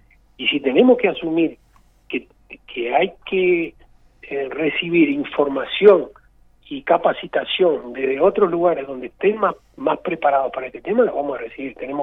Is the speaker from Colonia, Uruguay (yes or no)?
no; Maldonado, Uruguay; Yo soy de Maldonado y voy a seguir trabajando para Maldonado.